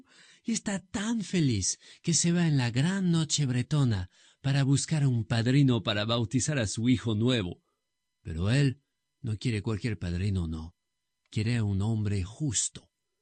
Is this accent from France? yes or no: yes; Brittany, France; Ese es un cuento de mi tierra querida de Bretaña, tierra de mar, de vientos, de duendes, de leyendas, de piedras duras, duras como las manos de la gente que vive allá, campesinos, marinos, expiratas.